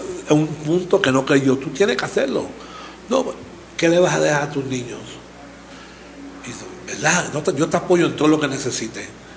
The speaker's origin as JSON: {"language": "Spanish", "country": "Puerto Rico", "said": "lo que yo soy, un puertorriqueño, hispano, negro, indígena"}